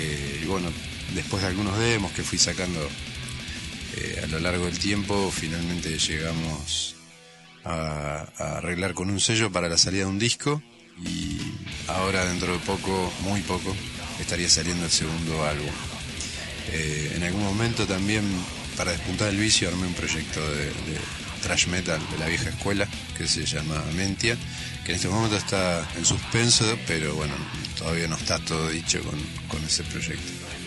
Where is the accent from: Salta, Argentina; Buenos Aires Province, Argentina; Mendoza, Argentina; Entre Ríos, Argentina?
Buenos Aires Province, Argentina; Lima; en mi pueblo Lima no había movida